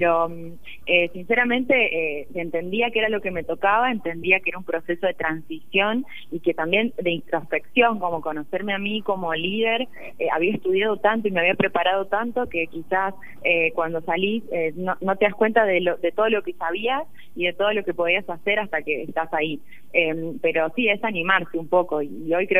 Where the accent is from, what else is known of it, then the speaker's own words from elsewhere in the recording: Catamarca, Argentina; accent: Catamarca; Me ha pasado sentarme en mesas que por sentirme en mi tonada catamarqueña